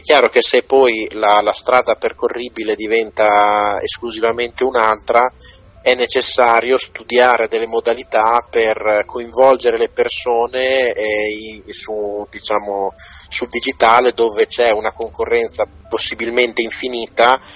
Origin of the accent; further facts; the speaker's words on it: Bologna, Emilia-Romagna, Italy; A Bologna direbbero, visto che io sono bolognese